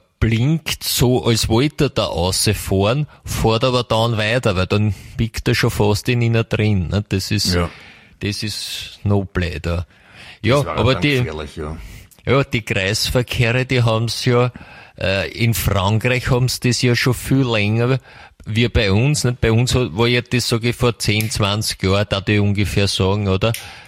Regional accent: Austria; Ich meine, bei uns in Österreich, wir sind ein kleines Land

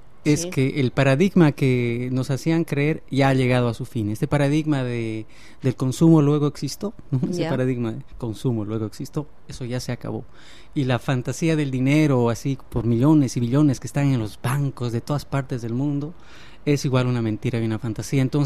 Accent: Bolivia; como venimos de Bolivia nosotros, ¿no?

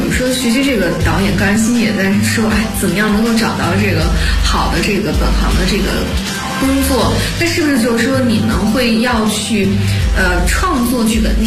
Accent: China; 因为作为中国人嘛

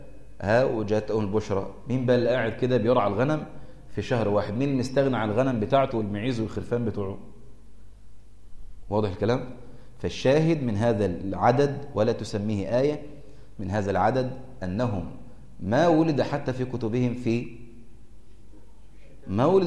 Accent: Egypt; الكنيسة الإنجيلية عندنا في مصر

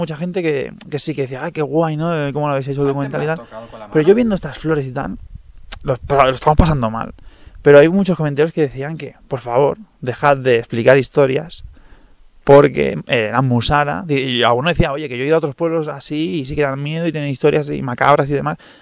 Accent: Catalonia, Spain; Yo soy catalán, claro.

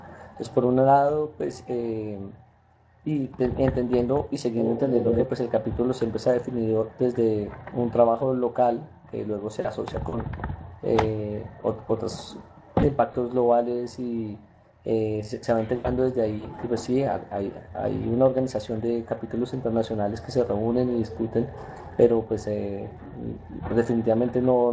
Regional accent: Colombia; ustedes saben que soy de Colombia, los que saben

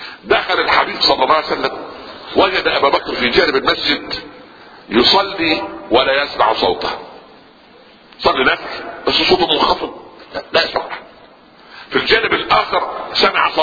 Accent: Upper Egypt, Egypt; في مثل عندنا في الصعيد

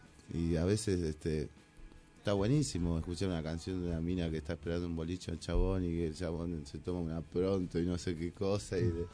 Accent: Moreno, Buenos Aires Province, Argentina; Yo siempre hablo acá en Moreno, ¿no? Porque soy de Moreno

